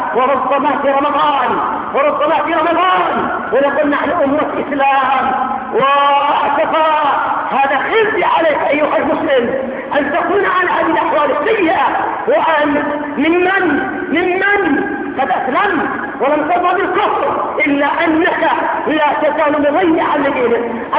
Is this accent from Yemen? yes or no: yes; Yemen; بالنسبة عندنا في اليمن القاف ضيع المسلمين